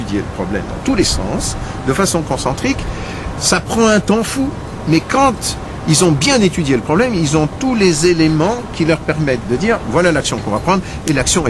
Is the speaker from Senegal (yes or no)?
no; France; Alors peut-être pas de la même façon que chez nous en France où on explose pour un tout et pour un rien